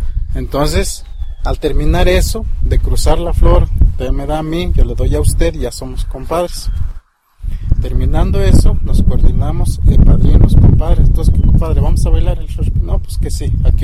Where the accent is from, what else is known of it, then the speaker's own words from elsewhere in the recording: Mexico; esta tradición y este dialecto que nosotros hablamos es una parte de nosotros como mexicanos.